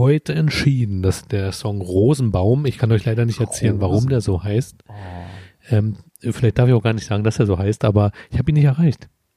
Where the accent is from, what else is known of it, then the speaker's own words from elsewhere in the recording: Berlin, Germany; Wir sind Berliner.